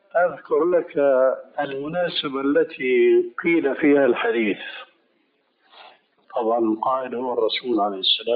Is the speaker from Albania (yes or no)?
yes; Albania; Arabic is a second language; أنا ألماني صحيح بتكلم اللغة العربية وهذا من فضل الله عليّ، لكن أنا ألباني.